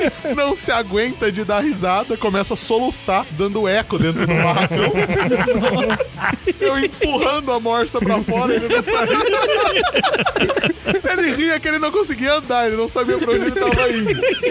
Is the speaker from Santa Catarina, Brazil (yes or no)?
no; Barretos, São Paulo, Brazil; now in Matão, Brazil; Eu fui pra Barretos, que é minha cidade natal, visitar meus parentes.